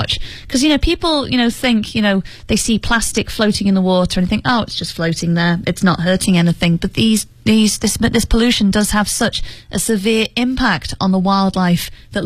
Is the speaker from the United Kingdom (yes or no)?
yes; United Kingdom; Now, I'm obviously British, and Britain is very proud of its history of creating nature documentaries.